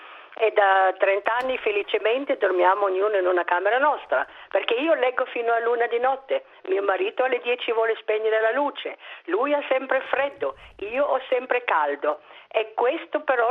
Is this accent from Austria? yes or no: yes; Austria; Io sono austriaca